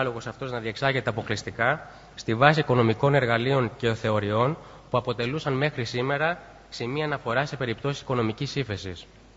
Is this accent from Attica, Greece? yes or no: yes; Lavrio, Attica, Greece; επειδή η καταγωγή μου είναι από το Λαύριο, θα ήθελα υπό μία έννοια να σας καλωσορίσω και στην πόλη μου